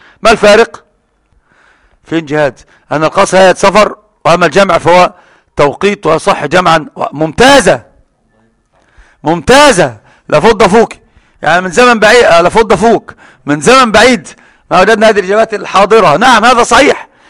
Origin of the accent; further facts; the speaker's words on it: Alexandria, Alexandria Governorate, Egypt; مطار برج العرب عندنا في الإسكندرية